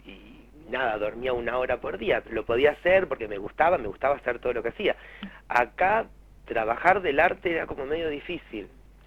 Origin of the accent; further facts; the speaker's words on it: Buenos Aires, Argentina; now in Santa Rosa, Argentina; cuando yo me vengo de Buenos Aires, Santa Rosa estaba como muy quietito en un montón de cosas. Y cuando yo me vengo a La Pampa